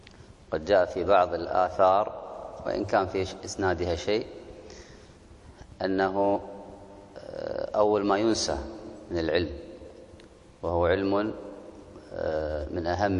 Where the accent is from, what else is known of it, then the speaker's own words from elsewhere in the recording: Kuwait; عندنا في الكويت ولله الحمد مجانا